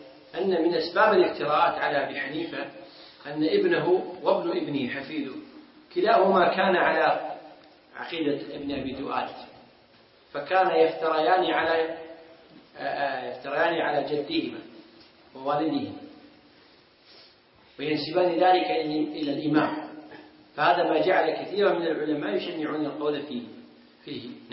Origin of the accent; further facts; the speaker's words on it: Kuwait; عندنا في الكويت